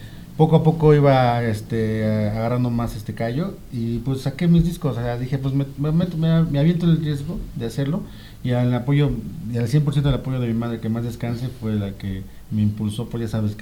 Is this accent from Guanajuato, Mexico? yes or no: no; Amecameca, State of Mexico, Mexico; Yo nací en el DF, pero sí la mayor parte de mi vida es de aquí en Amecameca.